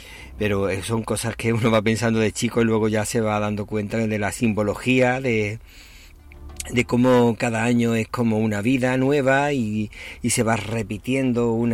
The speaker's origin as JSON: {"language": "Spanish", "region": "Andalusia", "country": "Spain", "tie": "born or raised there", "lives_now": "Málaga, Spain", "said": "al menos en la zona donde yo vivía, que era donde yo nací, en la parte de Cádiz. Sin embargo, aquí en Málaga supongo que algunos habrá, pero yo en la zona donde vivo no he conocido ninguno."}